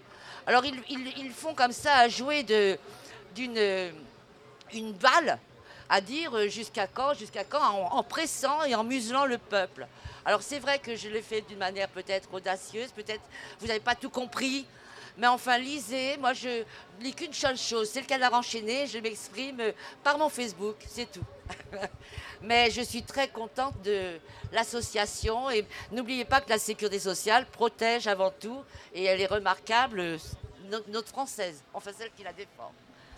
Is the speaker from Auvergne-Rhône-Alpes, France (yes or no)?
no; Paris, Île-de-France, France; born there; Je suis en même temps française, Je suis née à Paris.